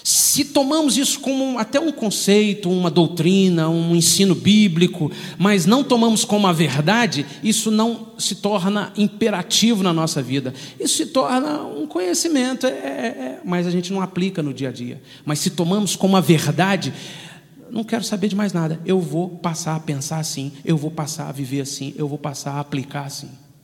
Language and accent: Portuguese; Minas Gerais, Brazil; Como um bom mineiro, eu estava sentado numa das reuniões